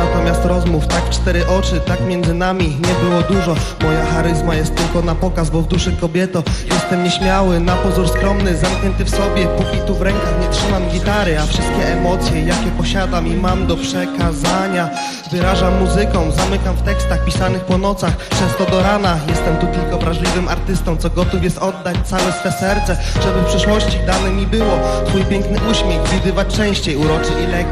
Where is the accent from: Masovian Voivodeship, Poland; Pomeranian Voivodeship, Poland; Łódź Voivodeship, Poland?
Łódź Voivodeship, Poland; Łódź; Przyjechaliśmy z Łodzi.